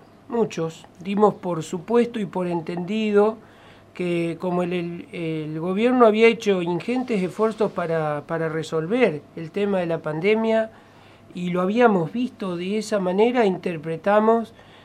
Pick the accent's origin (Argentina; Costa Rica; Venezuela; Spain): Argentina; Somos Argentina, con las dificultades que Argentina tiene.